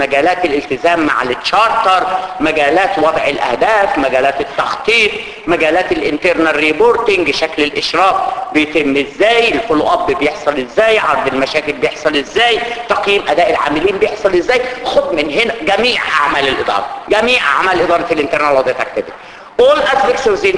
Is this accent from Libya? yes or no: no; Egypt; احنا عندنا في مصر كده